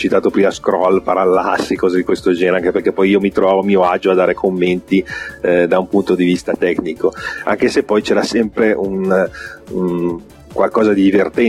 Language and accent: Italian; Settimo Milanese, Lombardy, Italy; abitavo a Settimo Milanese all'epoca, quindi c'è stato anche quello. Sì, io sono nato e vissuto a Settimo Milanese fino a 28 anni.